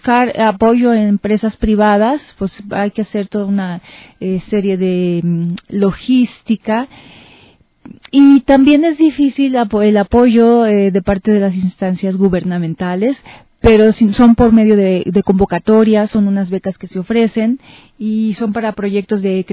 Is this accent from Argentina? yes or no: no; Mexico; En mi país este proyecto pues tiene un apoyo, una beca de las instancias culturales en mi país y hay bastante actividad cultural, ¿no? En relación a las artes escénicas, pues allá en México